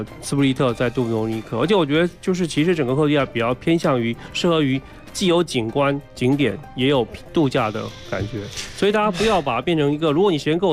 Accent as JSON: {"language": "Chinese", "country": "China"}